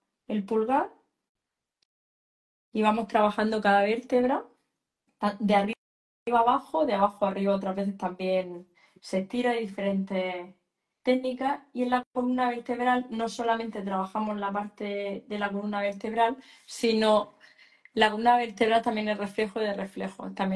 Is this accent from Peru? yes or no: no; Murcia, Region of Murcia, Spain; Me preguntan por aquí en Murcia. Sí, precisamente soy de Murcia. Mañana viajo a Madrid, 4 días a trabajar, pero soy de Murcia.